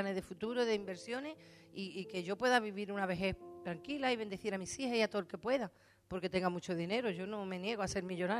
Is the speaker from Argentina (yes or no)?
no; Spain; y nosotros como españoles y como hermanos